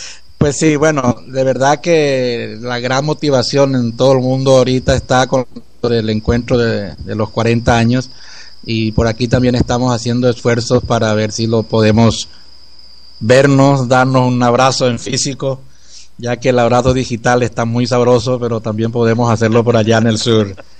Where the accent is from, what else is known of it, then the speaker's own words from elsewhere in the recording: San Juan Bautista, Misiones, Paraguay; una organización que surgió en mi pueblo, en San Juan Bautista, en Paraguay.